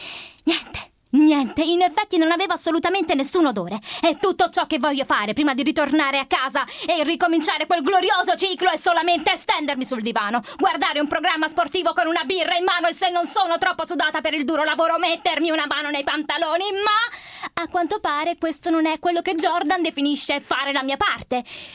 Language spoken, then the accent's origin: Italian; Naples, Campania, Italy; ho 24 anni e vengo da Napoli.